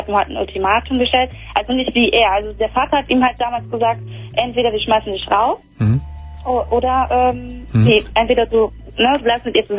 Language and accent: German; Croatia; now in Germany; Ich bin Kroatin.